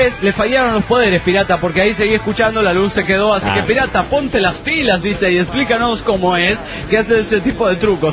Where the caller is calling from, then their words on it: Delta, Colorado, United States; Hola, pirata y lagarto … de Delta Colorado.